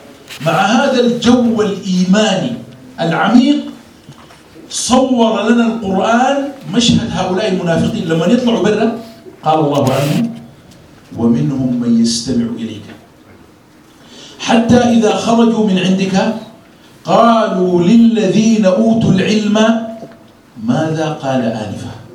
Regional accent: Sudan; يعني خاصة عندنا في السودان

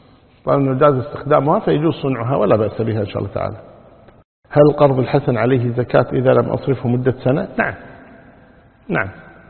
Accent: Kuwait; أما إذا كان المطار وسط البلدة مثل عندنا في الكويت مثلا، المطار في وسط البلد

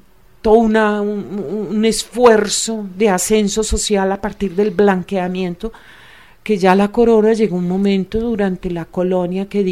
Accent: Antioquia, Colombia; Pero lo que somos los antioqueños no nos podemos dar pues de mucha nobleza ni mucha aristocracia

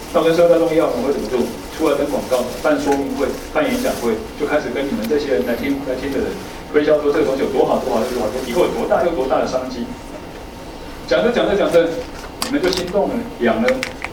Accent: Taiwan; 我们台湾人想要这样做

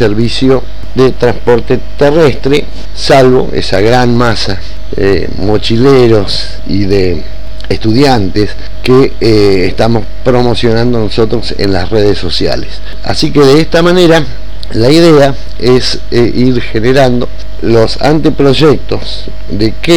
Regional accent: San Julián, Santa Cruz, Argentina; Y yo soy nativo de San Julián

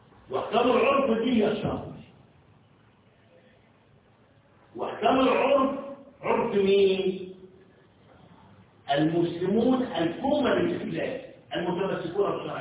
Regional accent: Egypt; وخاصة احنا مصريين

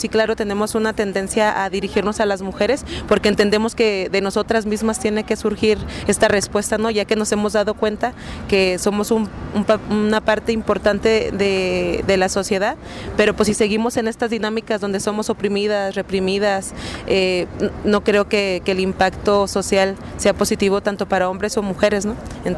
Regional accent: Ciudad Juárez, Chihuahua, Mexico; Uy, pues qué puedo decir, si vengo de Ciudad Juárez, ¿no?

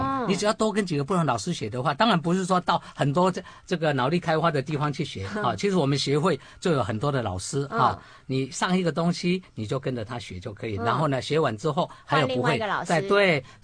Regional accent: Taiwan; 所以基本上我们台湾人真的很合作。

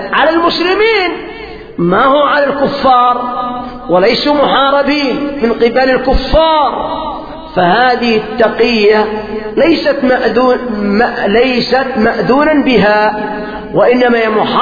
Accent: Yemen; قال ابني هذا يقول إن جبريل خان الرسالة، هذا عندنا في اليمن

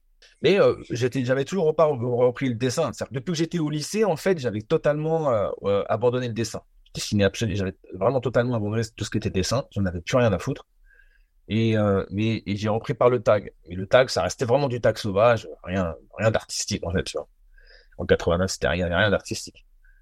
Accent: Nanterre, Île-de-France, France; on a été sur la ligne A, en fait, chez moi, à Nanterre

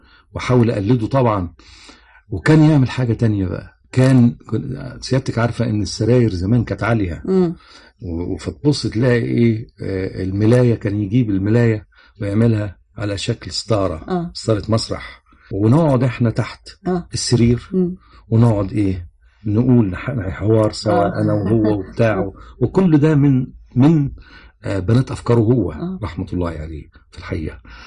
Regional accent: Cairo, Cairo Governorate, Egypt; also born or lived in Alexandria / Suez / Port Said / Ismailia; أنا اتولدت في اسكندرية وبعدين اللي عرفته بعدين ان احنا بعد اسكندرية والدي اتنقل السويس، وبعد السويس اتنقل بورسعيد، وبعد بورسعيد اتنقل الاسماعيلية، وبعد الاسماعيلية جه القاهرة.

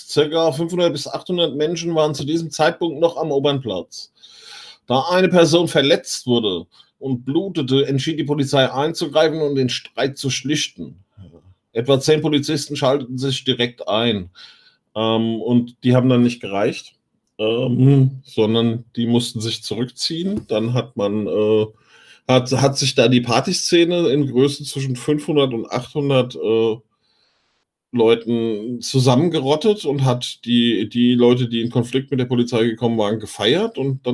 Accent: Hesse, Germany; aber mir als Hesse blutet das Herz.

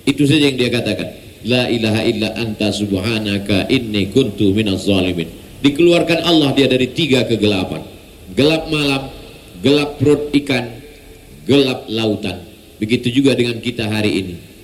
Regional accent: Pekanbaru, Riau, Indonesia; takut dia saya datang membawa COVID

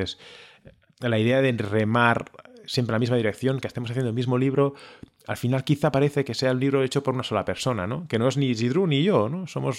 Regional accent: Barcelona, Catalonia, Spain; born there; Yo nací en Barcelona y en mi caso en concreto, mi familia, nos íbamos por Europa, ¿no?

